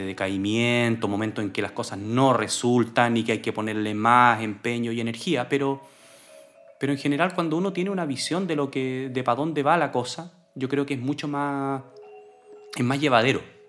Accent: Santiago, Santiago Metropolitan Region, Chile; now in Angol, Chile; Yo nací en Santiago.

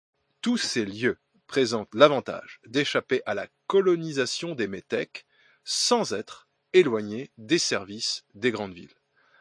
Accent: Grand Est, France; accent: Alsatian or Germanic; excusez-moi pour mon terrible accent alsacien ou germanique, je m'en excuse.

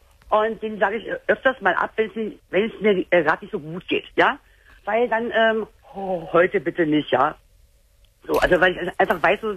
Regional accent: Berlin, Germany; ich komme aus Berlin

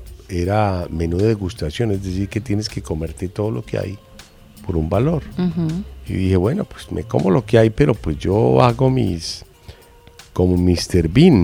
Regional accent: Colombia; Señorita, con el respeto que me mereces como colombiana, te recomiendo pues que no nos cuentes eso, o a mí por lo menos, porque estamos aquí tres colombianos.

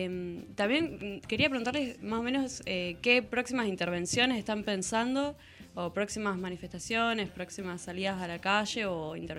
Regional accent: Neuquén, Argentina; yo soy de Neuquén

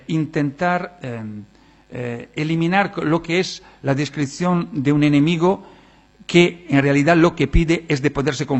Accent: Italy; Spanish is a second language; En mi país, Italia, que ha sido un país que ha tenido los partisanos

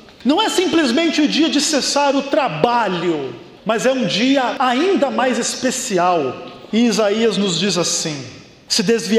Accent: São Paulo, Brazil; now in São Leopoldo, Brazil; pastor da Rádio Novo Tempo, sou natural de São Paulo, moro no Rio Grande do Sul já há 2 anos

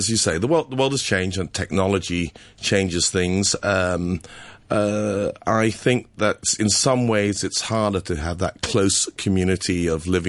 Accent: Hong Kong; moved away; growing up in Hong Kong, you learn how to study

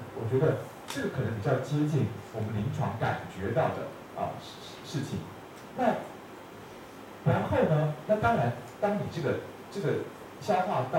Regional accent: China; 可是呢，我们中国人的哲学是觉得那不叫做肤浅

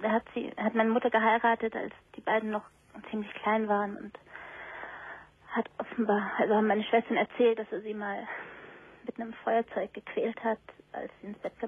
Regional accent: Greece; now in Germany; wir kommen aus Griechenland und da läuft das alles ein bisschen anders

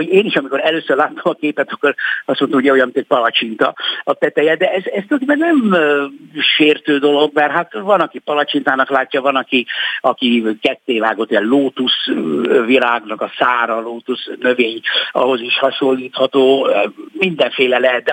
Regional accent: Budapest, Hungary; én itt nőttem föl a 7. kerületben, gyakorlatilag 6.-7. kerületben az iskoláimat itt végeztem, Asztóriánál nevelkedtem, ott születtem.

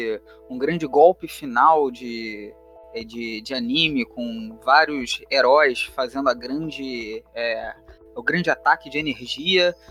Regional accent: Rio de Janeiro, Brazil; accent: carioca; eu leciono na rede estadual aqui no Rio de Janeiro. Meu sotaque não permite negar esse chiado, essa coisa

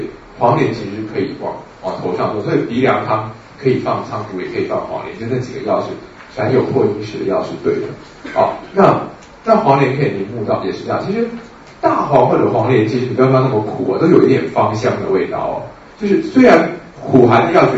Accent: China; 如果我们中国人画一个老鹰爪子，

